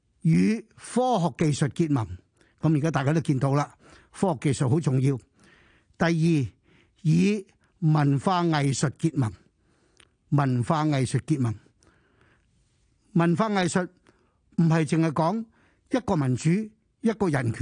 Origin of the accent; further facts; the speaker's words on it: China; 喺我哋過去一千年啊不斷教導我哋中國人沉澱呢個文化呢係幾咁重要